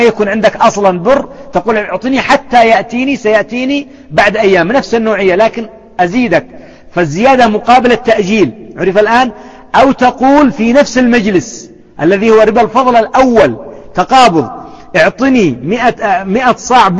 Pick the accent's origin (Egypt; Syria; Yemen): Yemen; وأيضا البر عندنا في اليمن ما زال يتفاوت